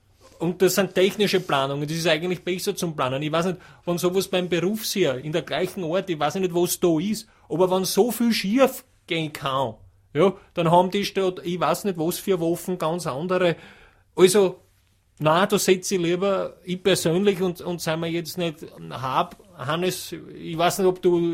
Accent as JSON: {"language": "German", "region": "Tyrol", "country": "Austria", "said": "Wir Tiroler sind ja mit alle schnell bei du. Also, ich sag, bei uns in Tirol wird auf das Thema Verteidigung und Wehr und Abwehr und Militär."}